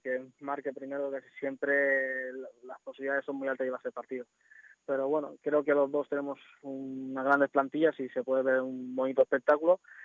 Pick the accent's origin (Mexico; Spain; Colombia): Spain; Elche, Valencian Community; partido bonito y especial para mí, como sabéis, en mi tierra, en mi casa, en mi ciudad